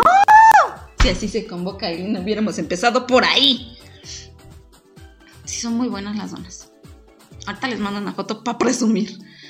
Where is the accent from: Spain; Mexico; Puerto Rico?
Mexico; northern Mexico; ¡Sí, yo soy norteña!